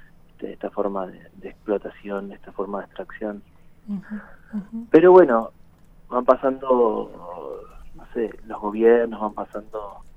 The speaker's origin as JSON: {"language": "Spanish", "town": "Bariloche", "region": "Río Negro", "country": "Argentina", "moved": "as an adult", "said": "desde que me fui a estudiar cine a La Plata, que salí de ahí de Bari y me vine acá."}